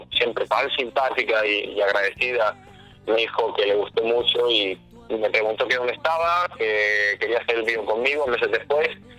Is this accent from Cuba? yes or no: no; Spain; Yo vengo de España